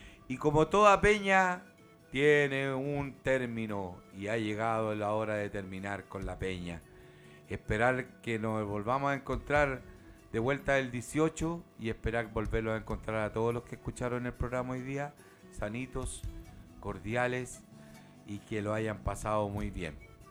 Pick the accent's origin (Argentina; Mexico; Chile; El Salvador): Chile; somos chilenos. Eso no se olvide nunca. Nacimos en una tierra que Alonso y Arcilla le llamó una larga angosta faja de tierra